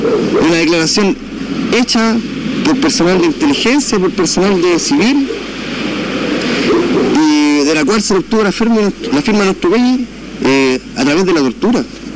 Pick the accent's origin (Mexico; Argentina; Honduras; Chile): Chile; nosotros, los mapuches, somos subindígenas. Nosotros tenemos que ser los indígenas de Chile. Nosotros no somos los indígenas de Chile, nosotros somos mapuches. Somos aparte. Somos un pueblo que siempre ha estado aquí, que nació en esta tierra